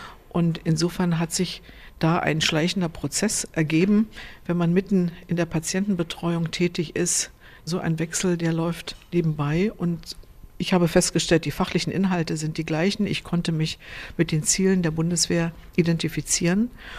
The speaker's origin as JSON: {"language": "German", "country": "Germany", "tie": "born or raised there", "said": "Ich bin ja in der DDR groß geworden und habe im Krankenhaus der Volkspolizei in Berlin gearbeitet"}